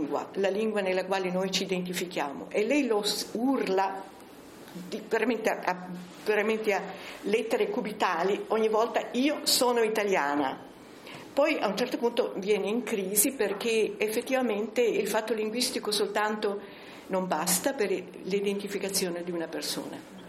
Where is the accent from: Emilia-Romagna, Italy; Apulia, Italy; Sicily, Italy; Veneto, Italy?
Sicily, Italy; born there; Siccome sono nata in Sicilia, sono siciliana, certo sono siciliana